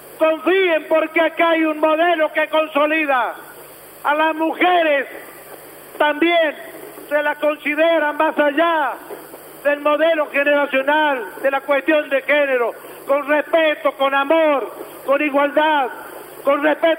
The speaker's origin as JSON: {"language": "Spanish", "town": "Los Sauces", "region": "La Rioja", "country": "Argentina", "tie": "born or raised there", "said": "nací en Los Sauces, crecí en Los Sauces, y es un pueblo chico, pero tiene un corazón grande y me siento orgulloso de él."}